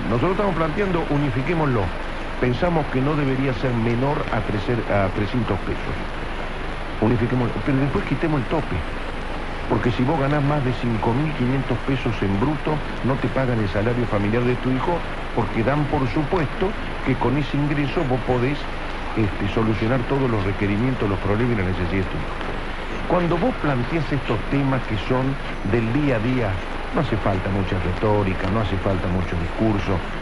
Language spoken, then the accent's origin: Spanish; Río Cuarto, Córdoba, Argentina; Yo soy de Río Cuarto